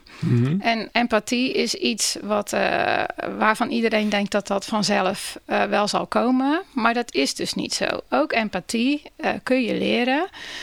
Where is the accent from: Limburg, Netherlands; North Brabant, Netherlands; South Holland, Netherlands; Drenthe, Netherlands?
South Holland, Netherlands; Rotterdam; Ik ben daar heel blij mee als Rotterdammer.